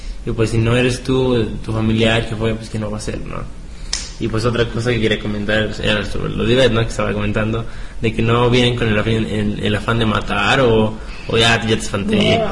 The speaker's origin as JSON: {"language": "Spanish", "region": "Guerrero", "country": "Mexico", "said": "realmente, de donde soy, de Guerrero, pues sea niño, sea adulto, pues total, ¿no?"}